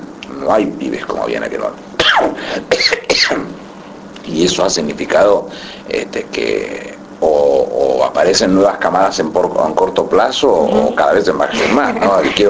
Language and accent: Spanish; Berazategui, Buenos Aires Province, Argentina; Nací en Berazategui, sí. Lo que pasa es que yo nací en 1957 y Berazategui se independiza de Quilmes en 1960. Por entonces era partido de Quilmes.